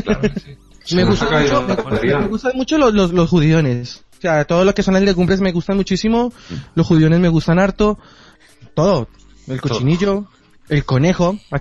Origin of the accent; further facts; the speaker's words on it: Bogotá, Colombia; now in Madrid, Spain; En mi país comer mariscos es, o sea, se come también, pero nosotros, Bogotá está a ser una ciudad interior, no